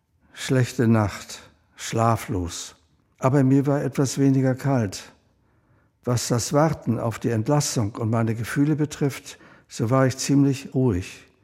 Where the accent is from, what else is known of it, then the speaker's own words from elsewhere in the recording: Vienna, Austria; born there; 1936 geboren in Wien, bin selbst Verfolgter des Naziregimes